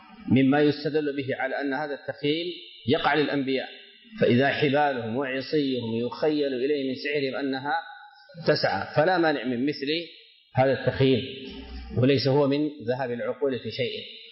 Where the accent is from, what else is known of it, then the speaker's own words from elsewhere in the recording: Sudan; عندنا في السودان أعرف أشخاصا بأسمائهم أصيبوا بالسحر